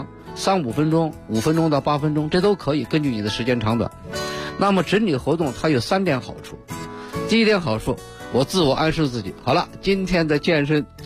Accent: China

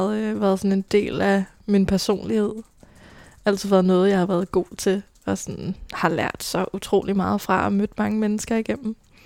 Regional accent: Roskilde, Zealand, Denmark; Født i Roskilde med en mor, en far og en storbror. En stille og rolig opvækst

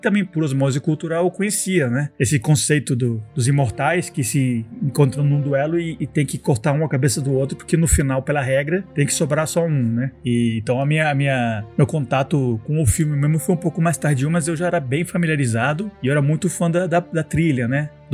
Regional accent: Colombia; Isso lá na Colômbia, onde eu cresci, né? Eu me eduquei lá.

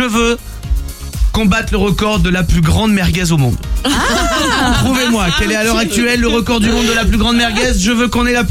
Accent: Aix-en-Provence, Provence-Alpes-Côte d'Azur, France; Aix-en-Provence, vous savez, c'est là d'où je viens.

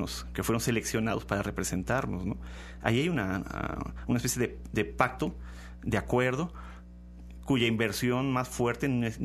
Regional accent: Mexico; otra vez pensamos como mexicanos

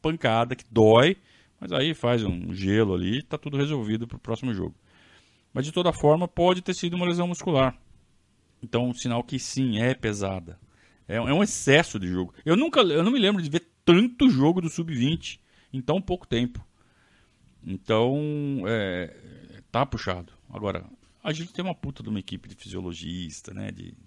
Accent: Sorocaba, São Paulo, Brazil; Pessoal lá de Sorocaba, minha terra.

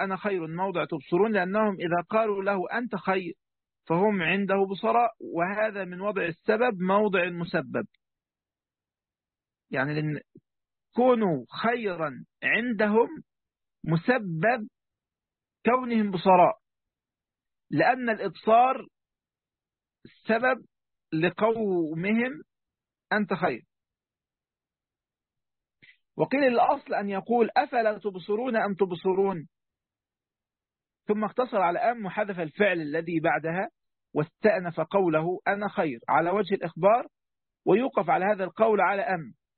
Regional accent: Egypt; حتى عندنا في مصر يعني يقول لك يا فرعون من فرعنك

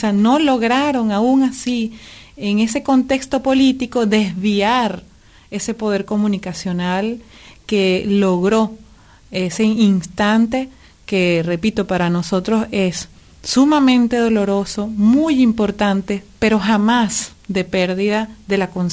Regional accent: Venezuela; esto que nosotros denunciamos a cada instante como pueblo venezolano

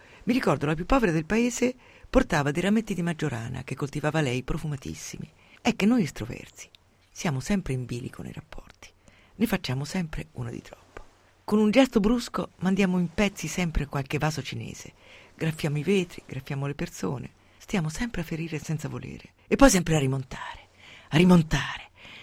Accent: Umbria, Italy; born there; Io sono nata in Umbria e sono una donatrice molesta. Dove sono nata è il dono importante.

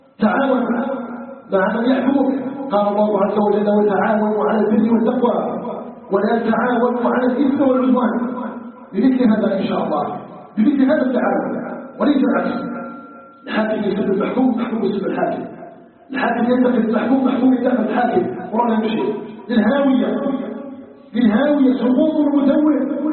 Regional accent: Algeria; أسأله تبارك وتعالى أن يجعل بلدنا الجزائر بلدا طيبا آمنا مطمئنا

